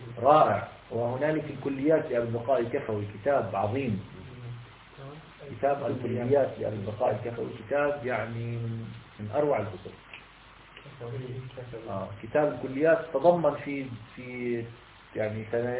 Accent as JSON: {"language": "Arabic", "country": "Palestine", "said": "أنت أمريكي أنا مثلا فلسطيني"}